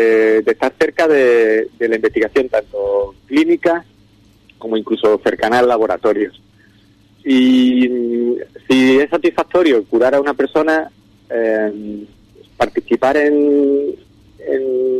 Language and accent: Spanish; Ubrique, Andalusia, Spain; moved away as an adult; also born or lived in Seville; yo salí de Ubrique en el 2000, Fui para Sevilla